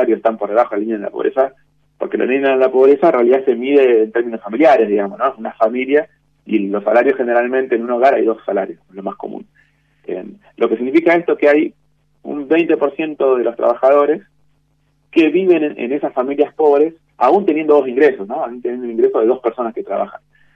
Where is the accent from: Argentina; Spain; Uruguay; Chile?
Argentina; el Estado somos nosotros, somos la sociedad argentina.